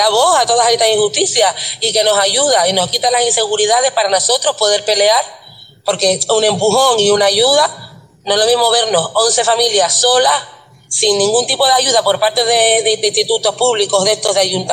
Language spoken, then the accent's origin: Spanish; Buenavista del Norte, Canary Islands, Spain; Si yo soy de Buenavista, O sea, yo, no, yo me tengo que ir de mi pueblo